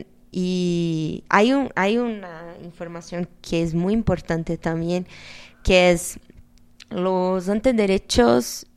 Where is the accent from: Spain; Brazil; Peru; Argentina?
Brazil; Yo no soy tan optimista así porque vengo de Brasil